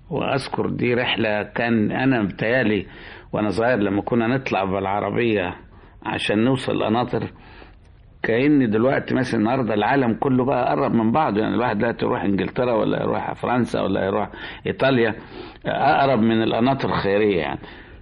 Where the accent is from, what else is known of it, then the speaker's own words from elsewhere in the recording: Wad Madani, Gezira, Sudan; also born or lived in Egypt; ان انا من مواليد السودان، يعني مصري بس مواليد السودان، سوداني مقشر يعني. وانا زمان في كنت في بلد اسمها واد مدني،